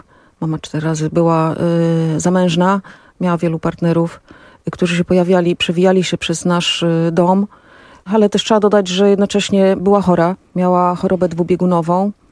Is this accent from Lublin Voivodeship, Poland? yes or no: yes; Puławy, Lublin Voivodeship, Poland; born there; Urodziłam się w Puławach.